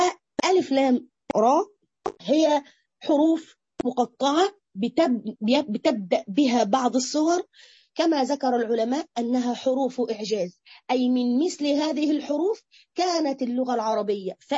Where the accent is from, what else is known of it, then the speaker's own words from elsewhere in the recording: Egypt; عندنا في مصر بس على فكرة سبحان الله